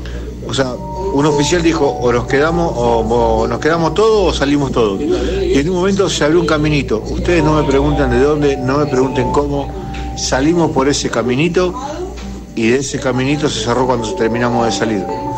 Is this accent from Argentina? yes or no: yes; Tristán Suárez, Buenos Aires Province, Argentina; de Tristan Suárez, de Quilmes de Corazón.